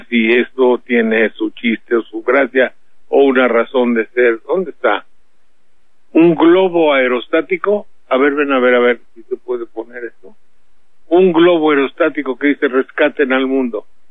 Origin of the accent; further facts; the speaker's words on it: Mexico; Pues soy de México.